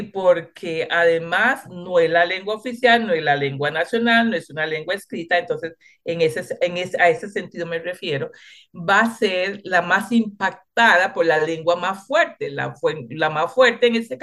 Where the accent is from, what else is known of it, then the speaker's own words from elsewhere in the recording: Limón, Costa Rica; first language Limonese Creole; Spanish is a second language; yo hablé criolla antes de hablar español. ¿Verdad? Porque nací en Limón, nací de unos padres que no hablaban español